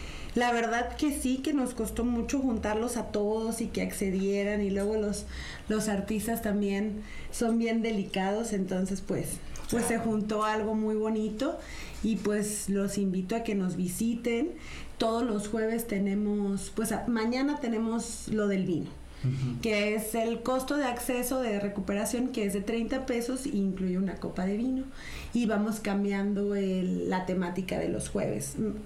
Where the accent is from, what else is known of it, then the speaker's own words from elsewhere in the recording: Veracruz, Mexico; y sobre todo más si somos veracruzanos.